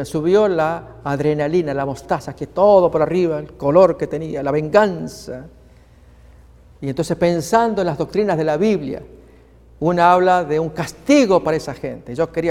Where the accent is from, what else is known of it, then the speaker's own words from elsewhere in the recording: Argentina; Años atrás, en mi país, Argentina, me tocó acompañar en una campaña evangelística.